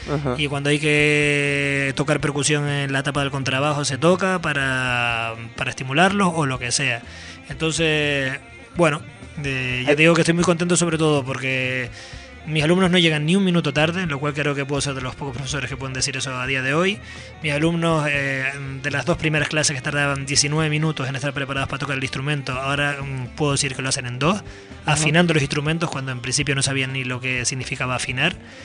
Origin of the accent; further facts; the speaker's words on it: Canary Islands, Spain; canarios, hay varios contrabajistas, buenos contrabajistas